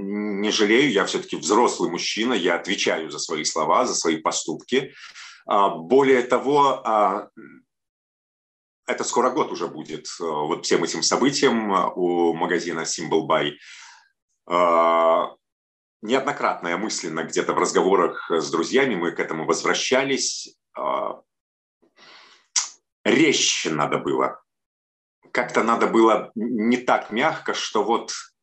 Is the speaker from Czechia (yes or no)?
no; Belarus; now in Kyiv, Ukraine; мы, белорусы, все-таки привыкли, что если висит, например, надпись «нотариус», ты можешь смело туда зайти